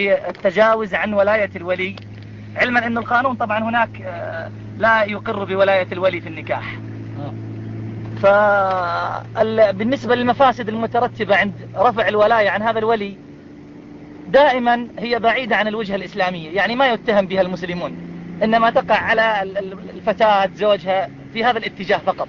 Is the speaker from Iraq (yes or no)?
yes; Iraq; انه عندنا في العراق يعني عدد ليس قليل